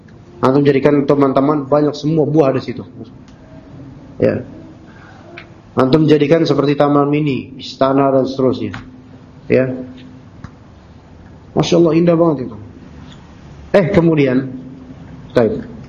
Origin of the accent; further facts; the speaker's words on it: Jakarta, Indonesia; Ana sejak kecil di Jakarta kan, lahir di sini.